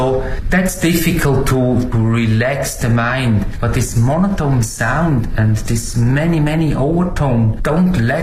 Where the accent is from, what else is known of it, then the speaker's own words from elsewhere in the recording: Switzerland; English is a second language; moved away as an adult; now in China; from Switzerland. Stay now 5 years in China.